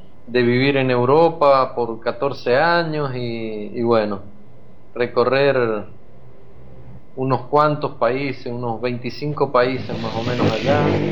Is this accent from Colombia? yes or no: no; Mendoza, Argentina; Yo soy de Mendoza y bueno, somos creo diferentes en la forma de pensar, de expresarnos todo